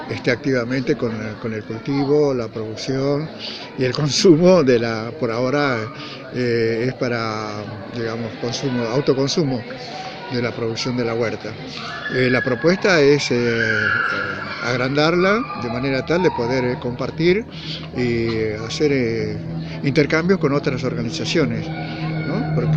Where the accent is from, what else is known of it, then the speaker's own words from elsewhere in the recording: Salta, Argentina; moved away as an adult; also born or lived in Buenos Aires; now in Córdoba, Argentina; Porque yo vengo de zonas cálidas, yo nací en Salta, y si bien trabajé muchos años en Buenos Aires